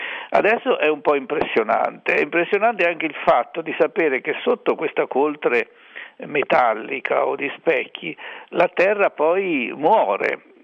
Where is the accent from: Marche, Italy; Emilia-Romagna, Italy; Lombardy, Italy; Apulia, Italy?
Marche, Italy; Colle del Tronto; born there; Ho visto la collina del mio paese di nascita, che è Colle del Tronto